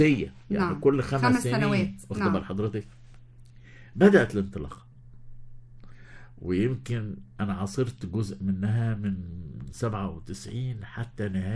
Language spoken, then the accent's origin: Arabic; Egypt; حتى أن يمكن شعورنا كمصريين ككل